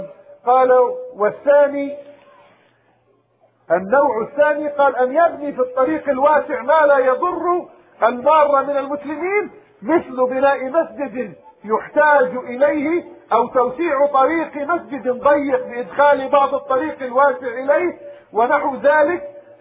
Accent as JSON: {"language": "Arabic", "country": "Palestine", "said": "اللهم ردنا إلى بلادنا فلسطين، اللهم ردنا إلى دورنا في بلادنا فلسطين،"}